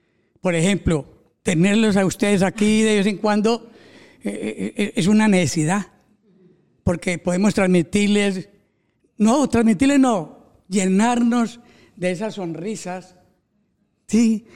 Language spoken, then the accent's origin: Spanish; Colombia; now in Spain; Yo hace 31 años vine de Colombia, asilado político.